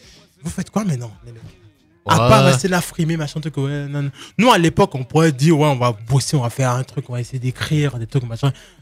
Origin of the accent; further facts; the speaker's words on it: Côte d’Ivoire; now in France; Moi, j'ai grandi au Bled. Ok, je suis arrivé en 2000.